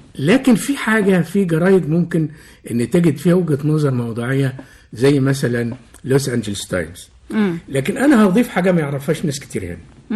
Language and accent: Arabic; Egypt; اولا في المدخل تمثال مش موجود عندنا في مصر